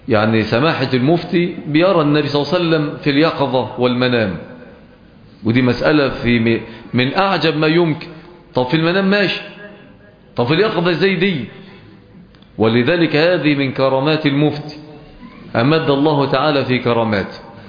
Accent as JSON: {"language": "Arabic", "country": "Egypt", "accent": "Egyptian", "said": "فلهجتنا المصرية هي من اقرب اللهجات الى اللغة العربية الفصحى"}